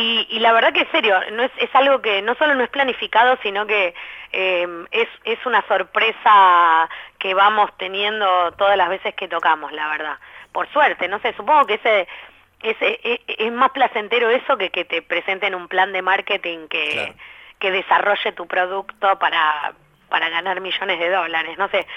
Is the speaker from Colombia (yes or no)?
no; Buenos Aires, Argentina; Que si bien uno tiene una cercanía como porteño más grande